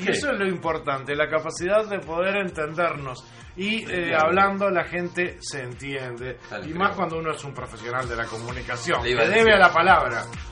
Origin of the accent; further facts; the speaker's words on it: Uruguay; es la iniciativa que nos compromete a nosotros como uruguayos en la toma de decisiones.